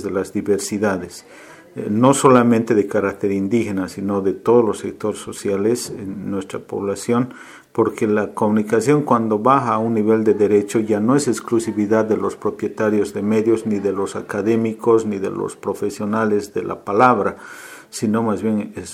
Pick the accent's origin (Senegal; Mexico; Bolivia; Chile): Bolivia; yo soy boliviano, trabajo en la Universidad Católica Boliviana San Pablo, en la ciudad de La Paz